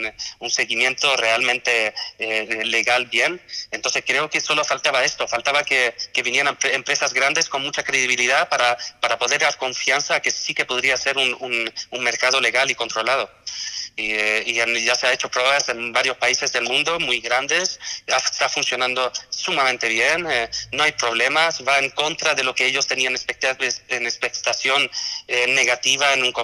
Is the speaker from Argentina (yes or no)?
no; Sweden; Yo soy, nací en Suecia, he vivido en Suecia muchos años